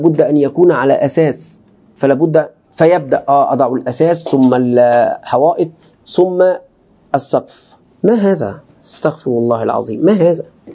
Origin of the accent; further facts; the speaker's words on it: Egypt; أنا مصري مصري أريد أن أنت لماذا تضع هذه الكلمات الكبيرة في الأطعمة؟